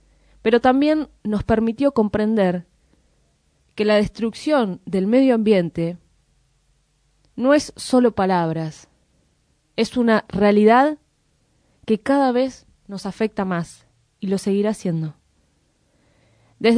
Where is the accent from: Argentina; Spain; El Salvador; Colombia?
Argentina; Moreno, Buenos Aires Province; eso que vivimos todos los morenenses, pero también quienes somos parte de Zona Oeste